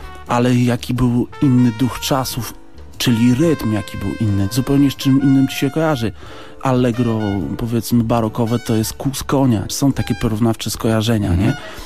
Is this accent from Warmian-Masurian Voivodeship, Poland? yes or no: yes; Elbląg, Warmian-Masurian Voivodeship, Poland; Jeszcze to w Elblągu, bo pochodzę z tamtych okolic.